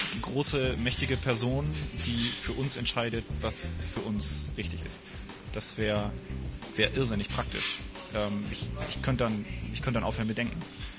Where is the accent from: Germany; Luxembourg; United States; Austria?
Luxembourg; aber wir sind beide in Luxemburg groß geworden.